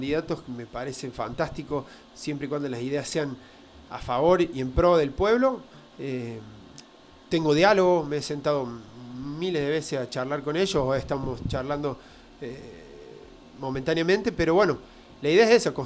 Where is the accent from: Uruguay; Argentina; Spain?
Argentina; estamos hablando de que somos argentinos